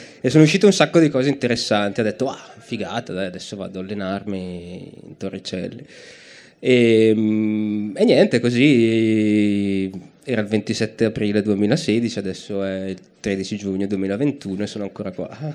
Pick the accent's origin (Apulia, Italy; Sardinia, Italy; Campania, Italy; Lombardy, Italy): Lombardy, Italy; Brescia; io sono di Brescia.